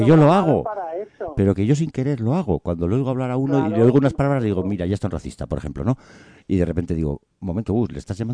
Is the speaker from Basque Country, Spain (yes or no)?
yes; Basque Country, Spain; Yo soy del País Vasco, ¿no? Pero mi abuelo era guardia civil en Oñate.